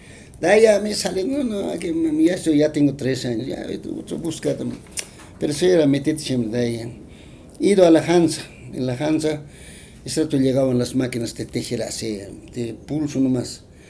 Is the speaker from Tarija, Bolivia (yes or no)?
no; Guatajata, La Paz, Bolivia; yo tengo puro en mi pueblo de Guatajata, mis familiares, mis cuñados, todos hacen tejido.